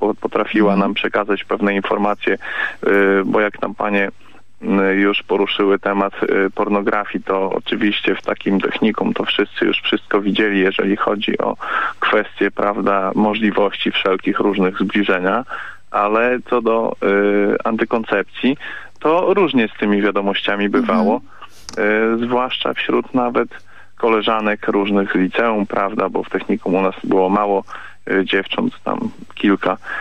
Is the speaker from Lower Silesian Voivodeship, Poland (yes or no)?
no; Białystok, Podlaskie Voivodeship, Poland; ja jestem z Białegostoku i wiadomo, jakie tutaj mamy nastroje, prawda.